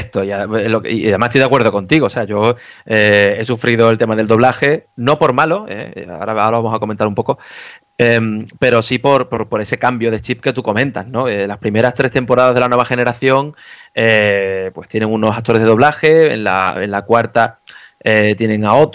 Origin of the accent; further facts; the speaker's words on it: Spain; los que somos españoles de España, pues nos cuesta